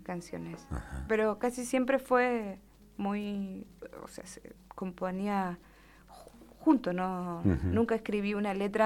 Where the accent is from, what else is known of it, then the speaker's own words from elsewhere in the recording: Curimón, Valparaíso, Chile; also born or lived in Viña del Mar / Bucalemu; Y después me fui al Valle de la Aconcagua, a Bucalemu. Uh-huh. Y ahí estuve un poquito de mi infancia, hasta los 6 años. Y después me fui a un pueblito muy cercano, que es Curimón